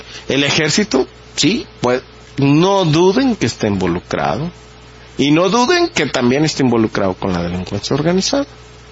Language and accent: Spanish; Mexico; ¿qué vamos a hacer nosotros como mexicanos si dejamos perder este país?